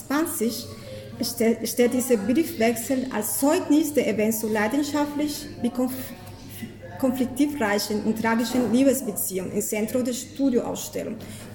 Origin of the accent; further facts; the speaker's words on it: Colombia; German is a second language; now in Germany; vengo de Colombia. Ich komme aus Kolumbien